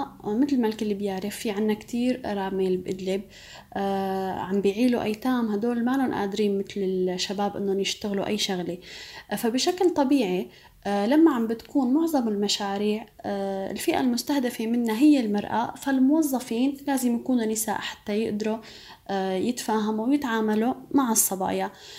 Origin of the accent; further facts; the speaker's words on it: Idlib, Idlib Governorate, Syria; انا كوني صبيه من ادلب